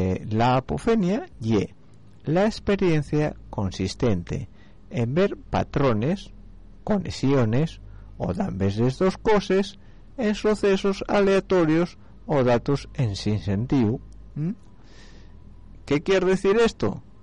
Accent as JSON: {"language": "Spanish", "country": "Spain", "said": "en este país, en España, yo soy español, coño, tengo un carnet glupón."}